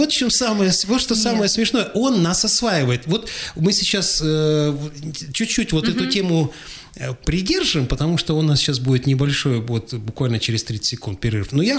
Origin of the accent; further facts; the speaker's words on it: Krasnoyarsk, Krasnoyarsk Krai, Russia; Ну, тогда я начал гордиться тем, что вот мы из Красноярска, и мы, нам не надо переучиваться, так, убирать вот этот акцент